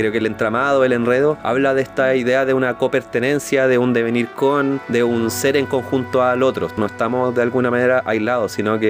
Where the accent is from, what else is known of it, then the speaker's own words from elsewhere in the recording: Curicó, Maule, Chile; now in Concepción, Chile; Yo vengo de Curicó, vivo en Conce, en verdad, pero claro, tengo cierto como arraigo por mi familia a lo que es el Maule